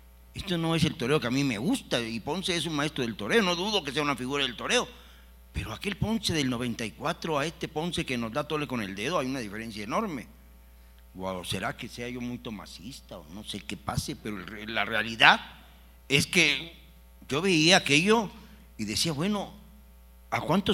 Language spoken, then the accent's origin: Spanish; Mexico; Hagamos valer nuestra fuerza como aficionados y como hombres y como mexicanos.